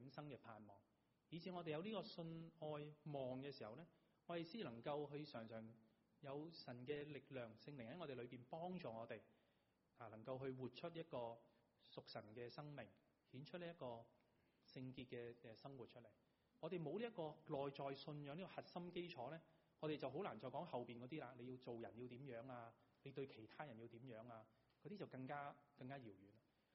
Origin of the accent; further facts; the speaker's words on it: China; 当然这个喜乐不是我们中国人讲的笑傲江湖